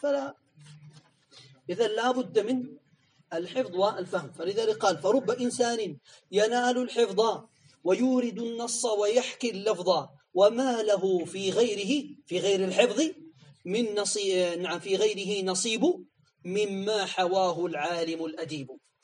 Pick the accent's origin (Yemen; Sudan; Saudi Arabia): Yemen; عندنا في اليمن يقال هكذا